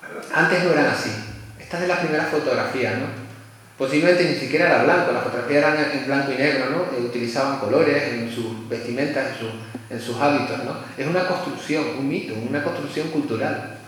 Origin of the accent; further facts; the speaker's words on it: La Palma, Canary Islands, Spain; de donde yo soy de Canarias, bueno, de La Palma